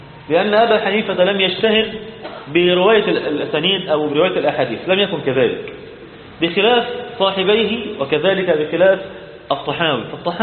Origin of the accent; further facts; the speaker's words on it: Egypt; إحنا بقى كمصريين طبعا